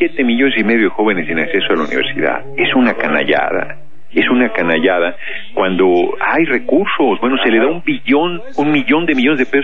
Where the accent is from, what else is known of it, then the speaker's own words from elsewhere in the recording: Tlalnepantla, State of Mexico, Mexico; Tlalnepantla, en el Estado de México. Yo nací en el DF, pero muy chico, nos fuimos a la zona conurbada